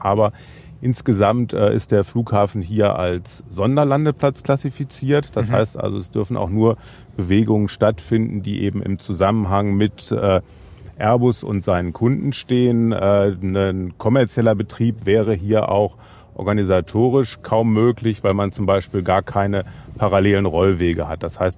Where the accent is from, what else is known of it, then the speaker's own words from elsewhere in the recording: Braunschweig, Lower Saxony, Germany; Ich komme aus Braunschweig, da hat man ja dankenswerterweise relativ viele Luftfahrtthemen angesichts von DLR, der Uni, der BFU.